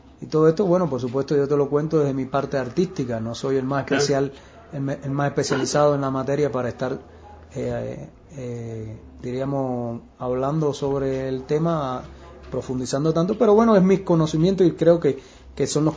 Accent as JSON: {"language": "Spanish", "region": "Sancti Spíritus", "country": "Cuba", "said": "yo soy cubano y soy de una de las primeras 7 villas fundadas en Cuba, en el centro del país, que se llama Santi Espíritu, que es en latín, por supuesto, ¿no? Que es Espíritu Santo el nombre. Y fue fundada en 1514."}